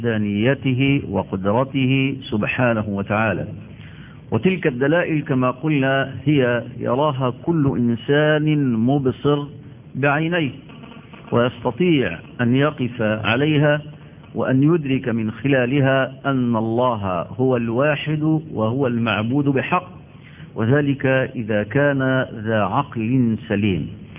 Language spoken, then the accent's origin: Arabic; Egypt; نحن عندنا في مصر بلد الأزهر